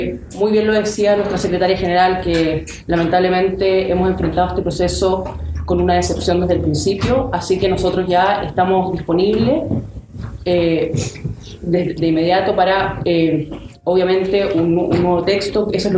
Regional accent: Chile; que era lo que nos dividía como chilenos

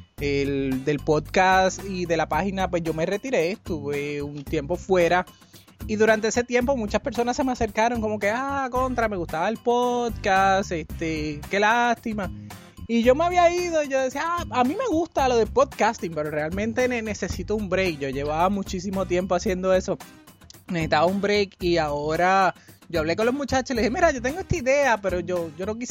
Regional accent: Puerto Rico; now in Minnesota, United States; yo soy de Atillo, Puerto Rico, pero vivo desde hace como 8 años en el estado de Minnesota.

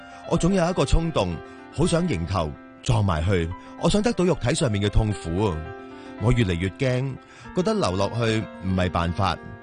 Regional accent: Hong Kong; now in Vancouver, Canada; 近几年，每一个温哥华人都知道我系由香港嚟嘅

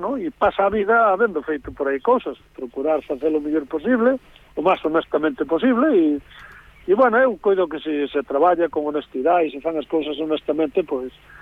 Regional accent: Galicia, Spain; Eu son un galego orgulloso do meu povo, da miña aldea e da miña terra

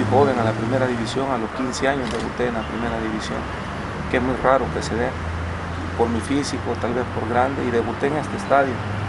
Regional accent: Soyapango, San Salvador, El Salvador; born there; Nací el 17 de enero de 1959. Nací en San Salvador, en la ciudad de Suyapango.

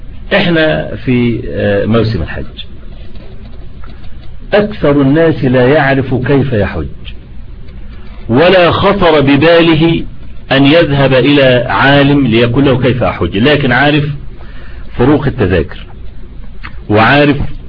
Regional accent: Egypt; أنا لما عملوا الطريق الاستراد اللي عندنا في مصر اللي هو بيطلع لحلوان

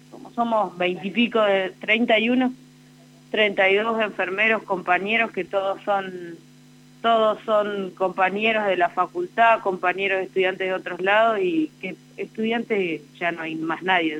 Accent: Santa Rosa, La Pampa, Argentina; Yo soy de acá, de Santa Rosa, tengo 30 años.

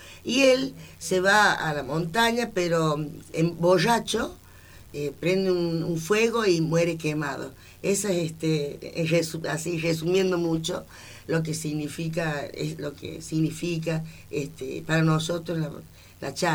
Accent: La Rioja, Argentina; Bueno, yo vengo desde La Rioja.

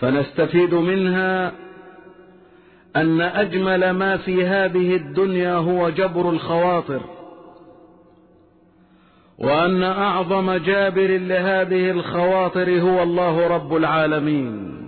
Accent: Egypt; واحفظ بلدنا مصر واجعلها سخاء رخاء وسائر بلاد المسلمين

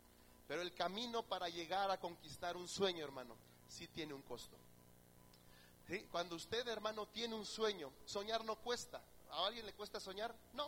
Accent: Mexico; Hoy, hermano, como mexicanos, estamos de alguna forma de fiesta, ¿verdad?

